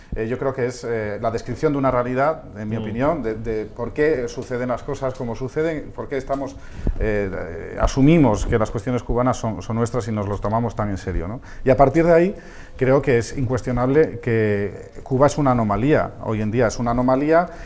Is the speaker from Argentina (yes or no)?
no; Spain; alterémonos como ciudadanos españoles preocupados por algo que sentimos que en realidad es nuestro